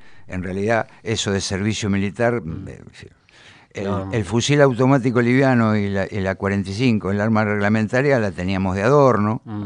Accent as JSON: {"language": "Spanish", "town": "Bahía Blanca", "region": "Buenos Aires Province", "country": "Argentina", "said": "Y mucho bahiense de clase media, careta, pónganle el adjetivo que quieran, nos queremos parecer demasiado a los porteños"}